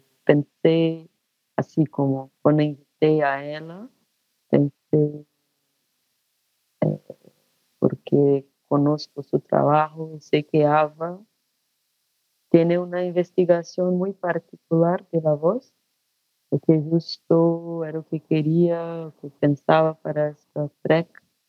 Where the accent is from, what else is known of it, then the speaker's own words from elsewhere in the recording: Brazil; Spanish is a second language; Soy una artista brasileña, vivo acá en Río de Janeiro.